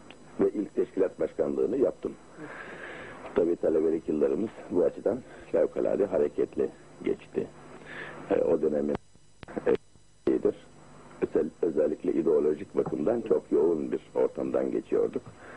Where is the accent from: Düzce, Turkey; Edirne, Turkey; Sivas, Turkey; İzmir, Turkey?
Düzce, Turkey; Aydınpınar; 1954 yılında Düzce'nin Aydınpınar köyünde doğdum. İlkokulu doğduğum köyde okudum.